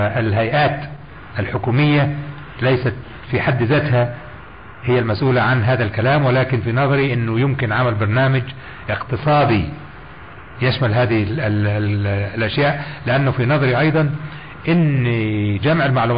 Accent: Egypt; مش زي عندنا، مش عندنا في مصر

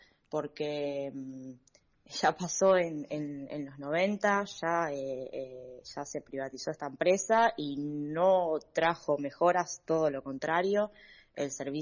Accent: Buenos Aires, Argentina; en mi caso yo soy de La Boca, estuve con problemas de agua

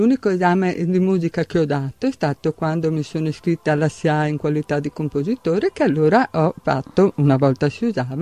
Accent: Mestre, Veneto, Italy; now in Martellago, Italy; Ma io adesso sono residente da diversi anni a Martellago, però sono di Mestre. Sono nata a Mestre e ho vissuto anche là i primi anni della mia vita.

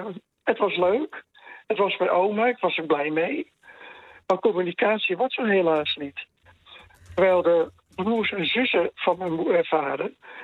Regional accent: Vlissingen, Zeeland, Netherlands; born there; Nou, ik ben in Vlissingen geboren. Vlissingen is ook een marinestad. Ik ben er in 1952 geboren.

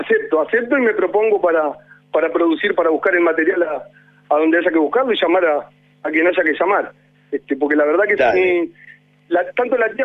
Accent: Argentina; a mí, siendo argentino, me encanta el tango

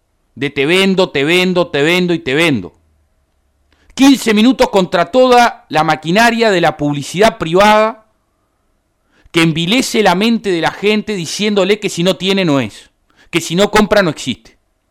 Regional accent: Uruguay; Somos todos los uruguayos los propietarios de las frecuencias.

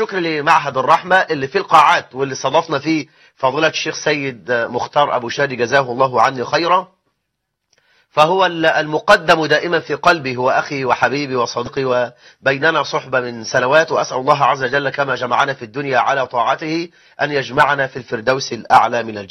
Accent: Egypt; آخر إحصائيات عندنا في مصر 9 مليون امرأة مطلقة،

